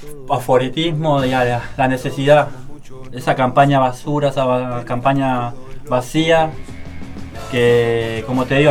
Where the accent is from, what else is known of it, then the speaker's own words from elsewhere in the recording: Argentina; seamos de Villa, seamos de donde seamos, lo estamos viviendo como argentinos, como gente también que vive acá en Argentina